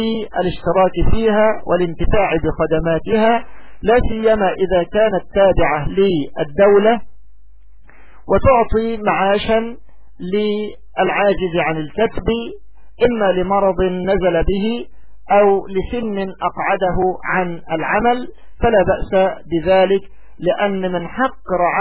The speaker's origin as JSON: {"language": "Arabic", "country": "Egypt", "said": "والذي أعلمه من حال النقابات عندنا في مصر"}